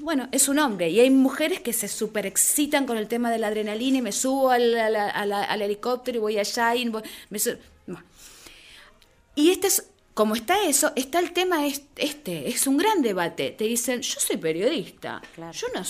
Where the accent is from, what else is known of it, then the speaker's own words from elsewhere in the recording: Argentina; por lo menos como yo, como argentina, para mí tenía esa identificación.